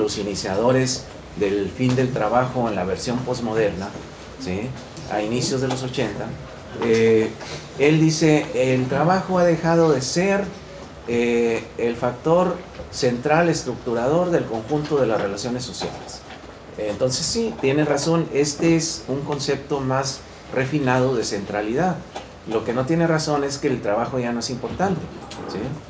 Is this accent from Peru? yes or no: no; Mexico; Yo soy de México, repito … también vine para el Congreso de Alaste